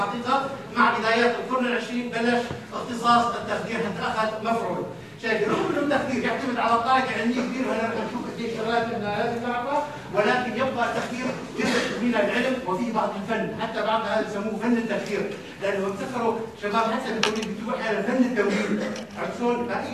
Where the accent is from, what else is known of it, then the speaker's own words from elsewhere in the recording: Syria; اما عندنا في سوريا الامر مخلوق تماما.